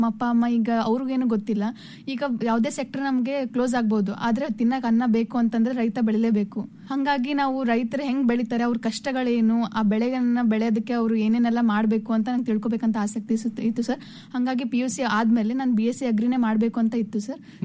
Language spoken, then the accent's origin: Kannada; Yelburga, Karnataka, India; ಯಲಬುರ್ಗಾದಲ್ಲಿ ಇರೋದು ನಾವು. ನಮ್ದು ಕೊಪ್ಪಳ ಜಿಲ್ಲೆ.